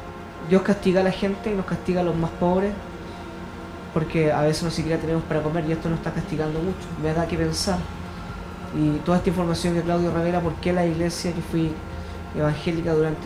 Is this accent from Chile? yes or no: yes; Puente Alto, Santiago Metropolitan, Chile; gente como nosotros, que somos de Bajos de Mena, humildes, sencillas, que lo a veces vivimos al día